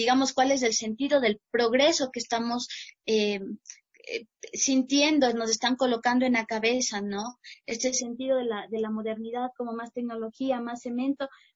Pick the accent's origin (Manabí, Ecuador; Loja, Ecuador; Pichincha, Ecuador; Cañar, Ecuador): Pichincha, Ecuador; Machachi; now in Quito, Ecuador; aquí voy viviendo un año y medio aquí en Quito. Yo soy de Machachi, estamos entre Cotopaxi y Quito, pero digamos vengo de una matriz pansalea